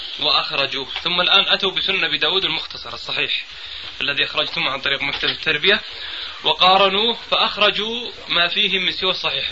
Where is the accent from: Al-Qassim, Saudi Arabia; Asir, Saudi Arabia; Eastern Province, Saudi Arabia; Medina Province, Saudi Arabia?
Al-Qassim, Saudi Arabia; Buraydah; أنا حضرت مجموعة من الأخوان في القصيم عندنا في بريدة